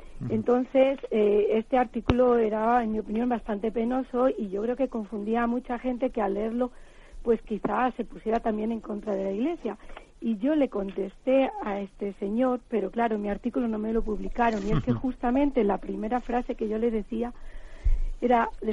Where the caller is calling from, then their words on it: Salamanca, Castile and León, Spain; de Salamanca.